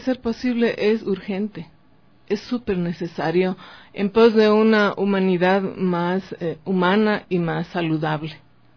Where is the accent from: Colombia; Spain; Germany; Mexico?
Germany; Yo vengo de Alemania